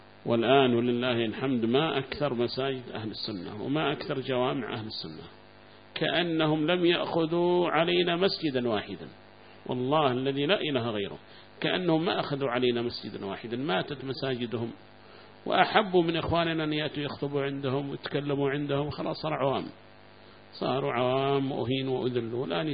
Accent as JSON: {"language": "Arabic", "town": "Mukalla", "region": "Hadhramaut", "country": "Yemen", "said": "وعندنا في المكلا أيضا معنا مسجد واحد كان"}